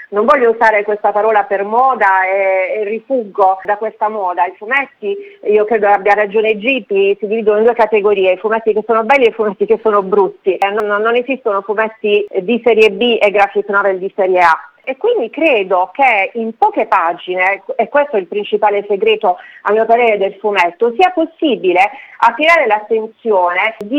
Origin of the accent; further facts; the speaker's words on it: Apulia, Italy; dico con una punta di orgoglio, essendo pugliese, che proprio dalla Puglia è cominciato questo processo